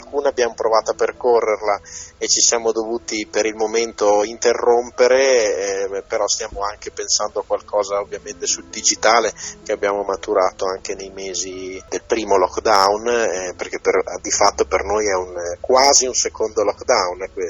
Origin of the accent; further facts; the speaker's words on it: Bologna, Emilia-Romagna, Italy; A Bologna direbbero, visto che io sono bolognese